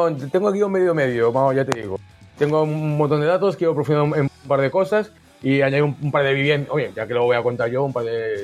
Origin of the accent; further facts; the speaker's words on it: Valladolid, Castile and León, Spain; born there; más que nada porque como nací en Valladolid